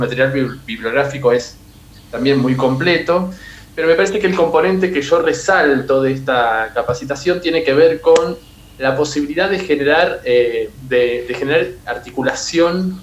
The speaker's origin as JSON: {"language": "Spanish", "town": "Verónica", "region": "Buenos Aires Province", "country": "Argentina", "said": "yo, bueno, soy de acá, de Verónica, siempre"}